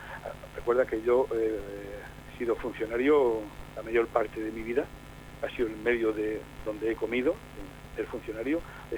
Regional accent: Jumilla, Region of Murcia, Spain; se inauguró en Jumilla, mi pueblo natal, la primera exposición

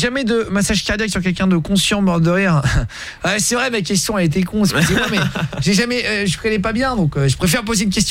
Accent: Orléans, Centre-Val de Loire, France; je viens d'Orléans. J'ai 27 ans aujourd'hui, je suis chauffeur poids lourd frigo.

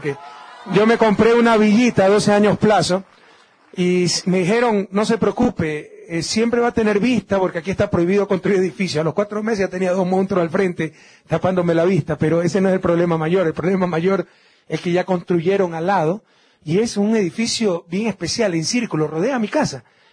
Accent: Guayaquil, Guayas, Ecuador; allá en mi ciudad natal, Guayaquil.

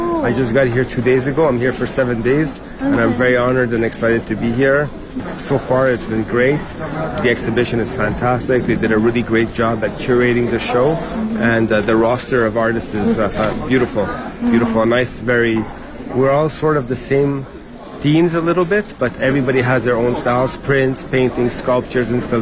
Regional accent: Montreal, Quebec, Canada; I'm a pop artist, and I'm from Montreal, Canada.

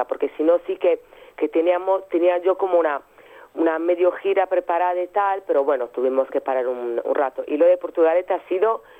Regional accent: Sardinia, Italy; Spanish is a second language; la primera vez que salimos fuimos a Cerdeña, que es mi isla.

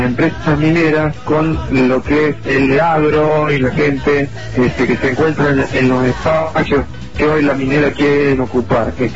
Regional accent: General Alvear, Mendoza, Argentina; soy de General Alvear, en la provincia de Mendoza, estoy ubicada al

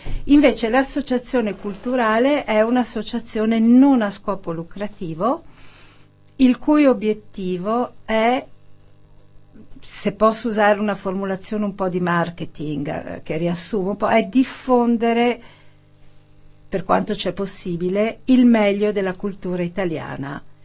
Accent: Milan, Lombardy, Italy; perché io sono milanese e da molti anni vado in vacanza a Positano

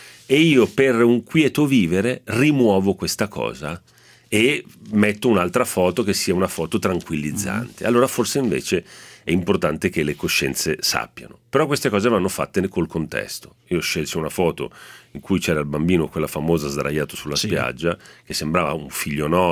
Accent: Genoa, Liguria, Italy; sono genovese perché mugugno. Il genovese mugugna.

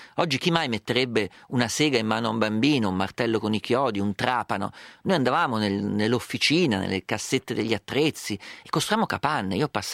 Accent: Umbria, Italy; io vengo dall'Umbria, che è molto collinosa, quindi le trovavo le discese.

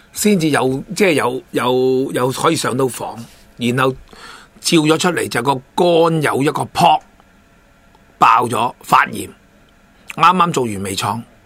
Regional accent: Hong Kong; 我哋香港人嘅医疗制度系世界公认咁

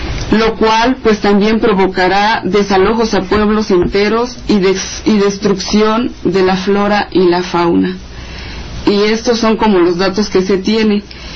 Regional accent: Chiapas, Mexico; Yo vengo del estado de Chiapas

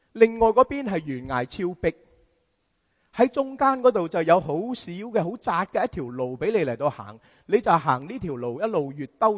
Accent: China; 我们中国人说靠山靠山

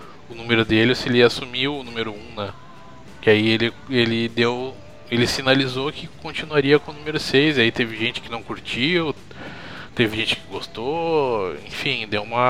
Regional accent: Brazil; a gente essa semana aí passou por isso como brasileiros e como, digamos, amantes do esporte, né?

